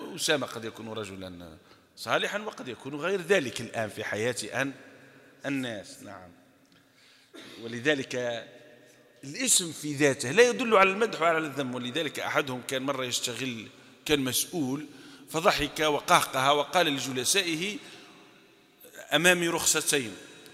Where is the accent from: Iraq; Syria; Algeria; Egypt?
Algeria; أو حتى شائع عندنا في الجزائر في غير سوف